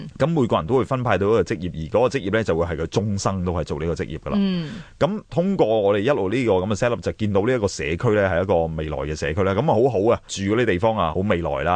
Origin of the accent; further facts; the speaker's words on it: China; 我哋中国人真系好伟大嘅，一个嬲字